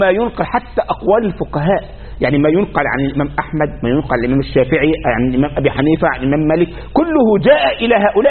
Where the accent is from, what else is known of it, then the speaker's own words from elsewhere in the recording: Egypt; أذكر عندنا في مصر